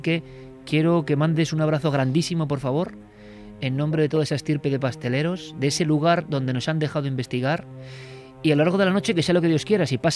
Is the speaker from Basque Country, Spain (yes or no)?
yes; Vitoria, Basque Country, Spain; born there; de la noche con la luna casi llena sobre Vitoria. Me parece mágico y me gusta además que a la ciudad donde yo nací